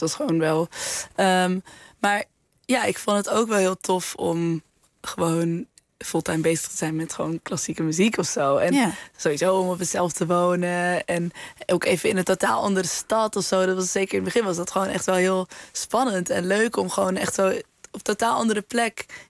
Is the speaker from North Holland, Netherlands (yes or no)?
yes; Amsterdam, North Holland, Netherlands; En dat me toen werd gevraagd van, ja, maar waar kom je vandaan? En toen zei ik, naar Amsterdam.